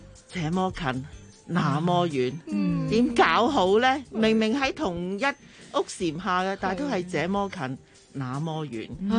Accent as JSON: {"language": "Cantonese", "country": "Hong Kong", "said": "即系而家我哋香港人好国际化噶嘛，做嘢都会周围飞嚟飞去噶嘛"}